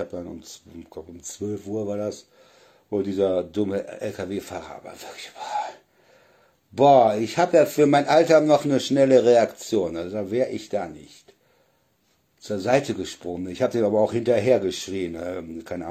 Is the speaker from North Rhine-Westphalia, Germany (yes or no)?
yes; Solingen, North Rhine-Westphalia, Germany; ich komme ja aus Nordrhein-Westfalen, aus Solingen. Und früher, wo ich noch in Solingen war